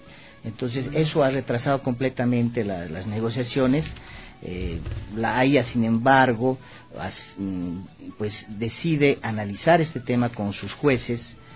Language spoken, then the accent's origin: Spanish; Bolivia; lo que hemos tenido que hacer como bolivianos es ir a la Corte Internacional de Justicia de La Haya.